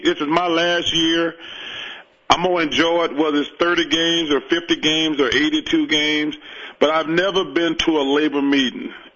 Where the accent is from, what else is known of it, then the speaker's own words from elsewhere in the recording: Alabama, United States; Listen, I'm from Alabama. We're the fattest state.